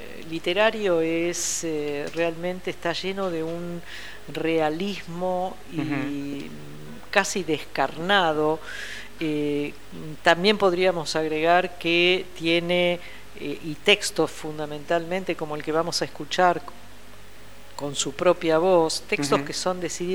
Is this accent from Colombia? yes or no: no; Banfield, Buenos Aires Province, Argentina; also born or lived in Brussels; Crecí en Banfield, mira vos, de Bruselas a Buenos Aires, a Banfield, una población de las afueras de la ciudad de Buenos Aires, en una casa con un jardín, con gatos, perros, tortugas y papagayos, un paraíso.